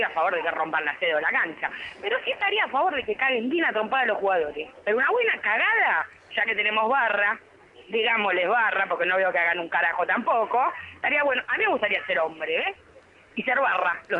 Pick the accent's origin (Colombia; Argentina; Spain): Argentina; Fiorito, Buenos Aires Province; de Fiorito.